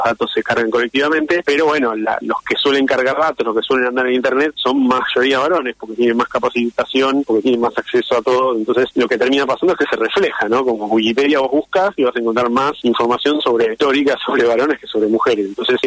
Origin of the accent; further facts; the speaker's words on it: Buenos Aires, Argentina; yo soy porteño